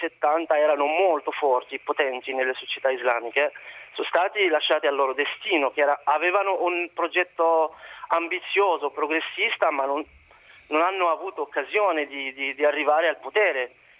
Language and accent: Italian; Morocco; Io sono del Marocco.